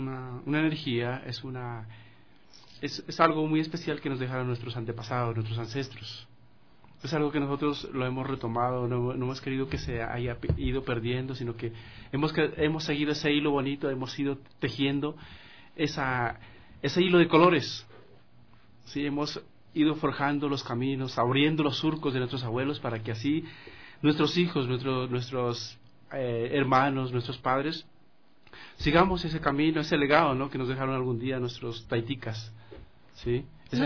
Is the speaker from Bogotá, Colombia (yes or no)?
no; Sibundoy, Putumayo, Colombia; nosotros somos del Valle de Sibundoy, Putumayo. Eso queda ubicado el Putumayo en límites con el Ecuador, ¿cierto?